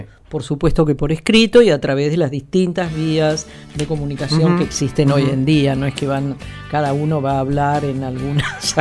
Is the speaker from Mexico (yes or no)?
no; Cuba; Yo, como todo cubano, está discutiendo cada uno de los capítulos y artículos del proyecto de constitución de la República de Cuba.